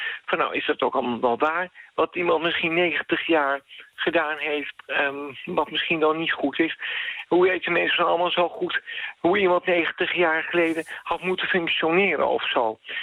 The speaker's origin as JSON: {"language": "Dutch", "town": "Soest", "region": "Utrecht", "country": "Netherlands", "said": "Bijvoorbeeld, ik kom uit Soest."}